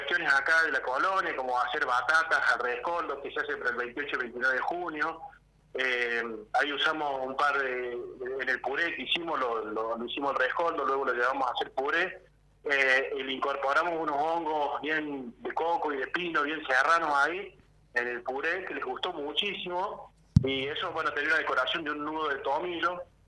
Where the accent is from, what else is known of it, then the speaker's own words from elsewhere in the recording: Tulumba, Córdoba, Argentina; now in Agua de Oro, Argentina; yo soy de Tulumba y vivo en Agua de Oro. Gracias a Dios vivo en un lugar tan lindo como Agua de Oro.